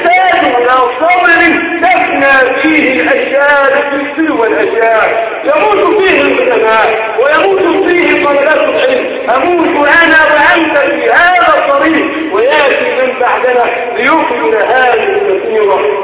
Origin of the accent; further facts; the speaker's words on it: Egypt; أهل بلدنا مصر وعلى شعبها وعلى جيشها وعلى سلطتها